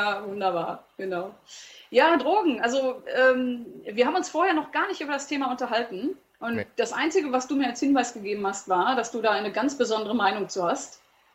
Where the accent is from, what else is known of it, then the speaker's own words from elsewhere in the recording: North Rhine-Westphalia, Germany; Also gerade bei uns im Ruhrpott irgendwie, hallo, du kommst auch aus der Ecke